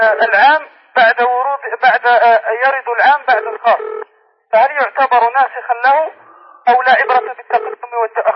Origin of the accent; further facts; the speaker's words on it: Algeria; نحن طلبة من الجزائر